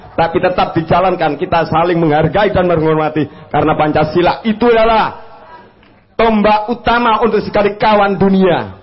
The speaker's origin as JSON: {"language": "Indonesian", "town": "Lamongan", "region": "East Java", "country": "Indonesia", "said": "Saya sebagai anak Lamongan"}